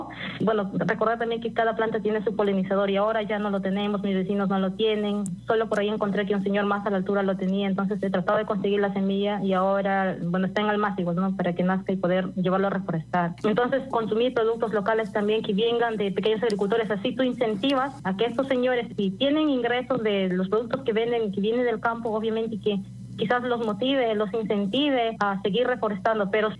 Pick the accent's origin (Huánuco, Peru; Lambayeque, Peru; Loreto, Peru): Lambayeque, Peru; Yo soy al norte de Perú, en Lambayeque, y bueno, aquí tenemos bosques secos.